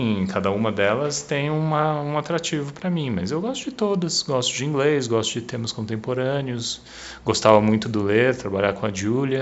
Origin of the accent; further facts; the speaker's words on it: Mogi das Cruzes, São Paulo, Brazil; Cruzes, que é a minha cidade natal.